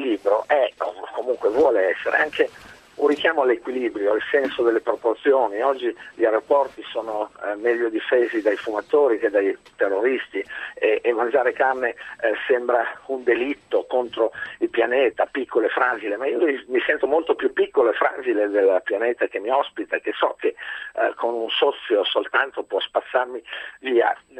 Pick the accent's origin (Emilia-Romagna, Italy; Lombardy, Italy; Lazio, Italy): Emilia-Romagna, Italy; io sono emiliano